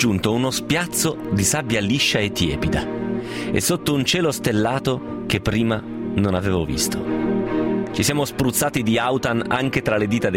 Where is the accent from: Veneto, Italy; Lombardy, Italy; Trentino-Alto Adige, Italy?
Trentino-Alto Adige, Italy; Trento; ho 50 anni e vengo da Trento.